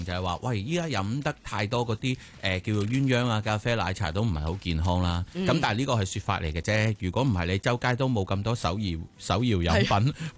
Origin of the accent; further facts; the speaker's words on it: Guangdong, China; 我哋广东人啊，食烧味咁样，